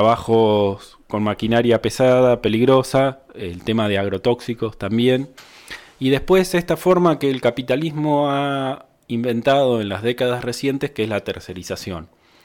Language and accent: Spanish; La Pampa, Argentina; Yo soy de La Pampa, eso no lo dije, que estudié en la Universidad de La Pampa